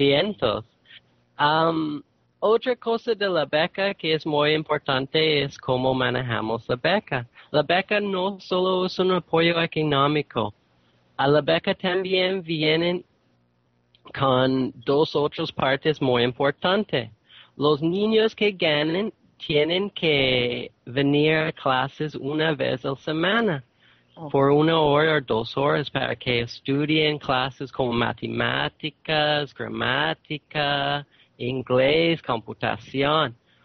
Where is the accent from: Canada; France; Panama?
Canada; soy de Canadá.